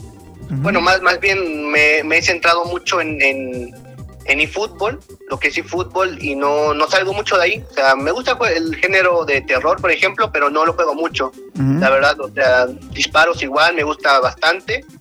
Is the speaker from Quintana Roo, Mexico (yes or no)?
no; Oaxaca de Juárez, Oaxaca, Mexico; Y bueno, soy de Oaxaca de Juárez. Nací aquí y vivo aquí toda mi vida, he vivido acá.